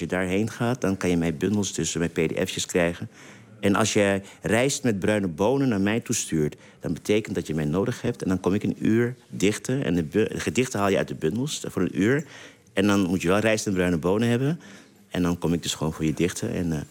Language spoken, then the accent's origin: Dutch; Suriname; first language Saramaccan; Dutch is a second language; now in Netherlands; Nee, mijn moedertaal is Saramakkaans, hè.